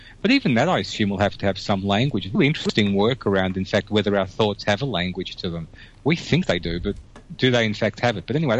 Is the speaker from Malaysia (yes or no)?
no; Australia; the words that I use that I take for granted that are Australian words, I don't put into that conversation